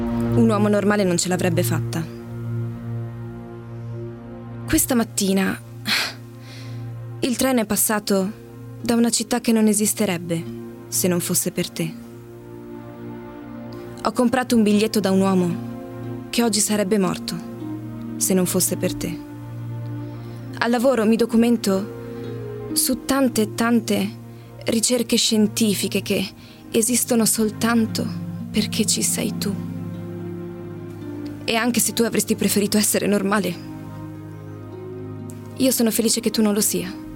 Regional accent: Padua, Veneto, Italy

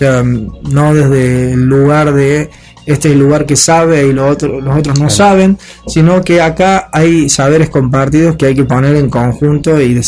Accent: Córdoba, Argentina; now in Europe; aunque yo soy argentino, como se escucha un poquito el acento, soy cordobés, pero ya hace muchos años que estoy en Europa trabajando en estas temáticas.

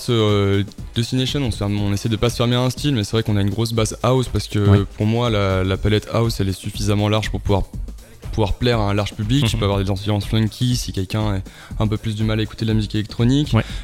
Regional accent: Nice, Provence-Alpes-Côte d'Azur, France; now in Lyon, France; Alors non, moi je suis pas de Lyon. Nous on vient de Nice à la base.

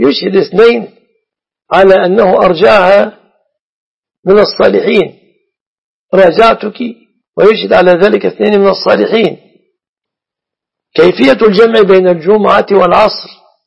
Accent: Egypt

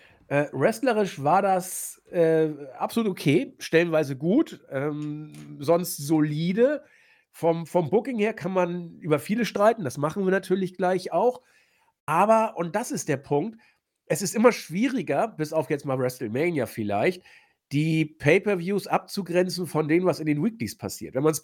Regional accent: Northern Germany, Germany; Also ich komme ja hier aus dem Norden

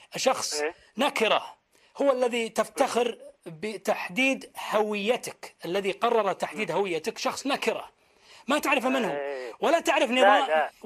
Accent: Saudi Arabia; ما في بلد في العالم تسمى باسم عائله الا ديرتنا

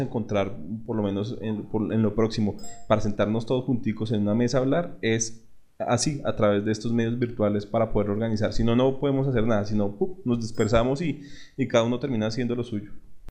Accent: Colombia; nosotros somos colombianos, nuestra realidad es otra

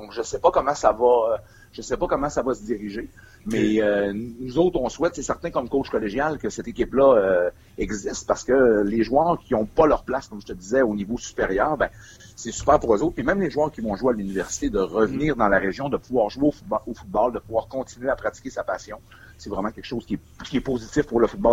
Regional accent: Quebec, Canada; c'est le même principe chez nous au Québec

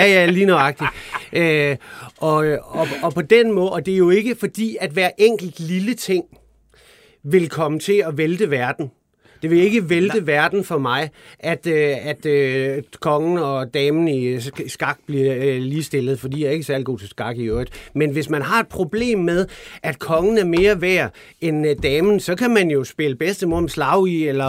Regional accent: West Jutland, Denmark; men jeg kommer altså også over fra Bibelbæltet

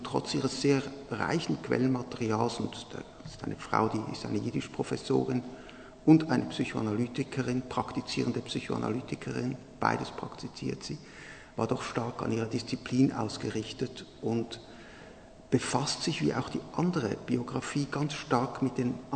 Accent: Switzerland; accent: Swiss; now in Berlin, Germany; Ich bin, wie Herr Haber gesagt hat, ein Berliner. Ich komme aus Berlin. Wie Sie an meiner Sprache hören, bin ich dort nicht geboren. Ich bin ein eindeutiger, von der Dialekt her ein Schweizer.

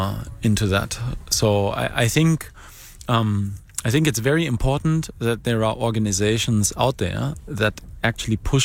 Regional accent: Germany; Well, luckily there I come from Germany, and I can at least say that the German computer community is very socially and politically aware.

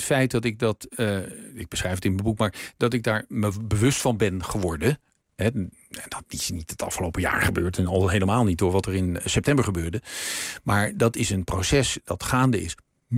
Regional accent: North Holland, Netherlands; In mijn geval, we groeiden op in het Gooi.

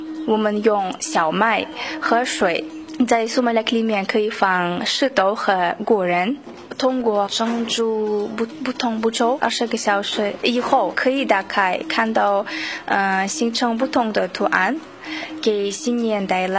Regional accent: Uzbekistan; Chinese is a second language; now in Beijing, China; 我来自乌兹别克斯坦，我来北京已经一年半了，我在北京语言大学学习汉语言。

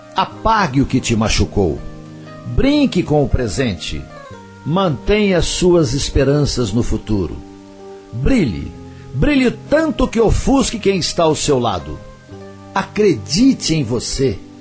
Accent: Coromandel, Minas Gerais, Brazil; Isso aconteceu na minha terra, lá em Coromandel. Aliás, lá acontece tudo, né?

